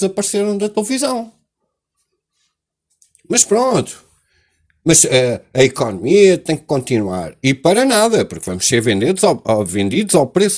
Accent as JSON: {"language": "Portuguese", "country": "Portugal", "said": "eu sou português"}